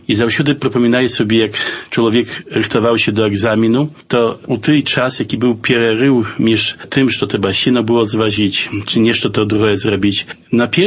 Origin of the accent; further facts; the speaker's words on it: Aleksicze, Podlaskie Voivodeship, Poland; also born or lived in Białystok; Народився я в Білостоку, хоча дитинство провів у вісці Олексійчі побач Забудова. Там жили мої батьки, там я окончив початкову школу в Олексійчах і пазній тільки поїхав у Білосток і там почав науку у технічному ліцеї.